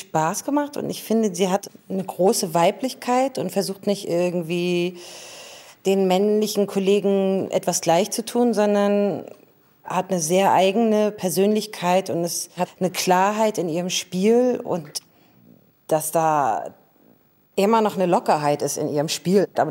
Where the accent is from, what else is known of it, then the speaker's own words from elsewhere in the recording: West Germany, Germany; Also wirklich fremd für mich als Westdeutsche, wie sich das mixt.